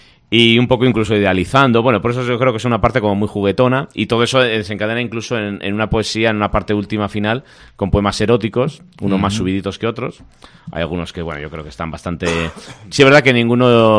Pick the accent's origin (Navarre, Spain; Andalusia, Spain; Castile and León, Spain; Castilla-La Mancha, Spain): Castile and León, Spain; Astorga; Yo soy de Astorgano